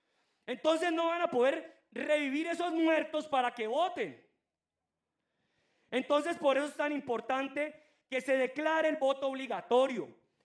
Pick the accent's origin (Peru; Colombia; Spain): Colombia; Nosotros aquí los colombianos nos da pereza